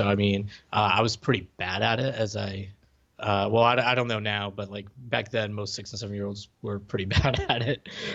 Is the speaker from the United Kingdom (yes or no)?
no; Puerto Rico; So I grew up in Puerto Rico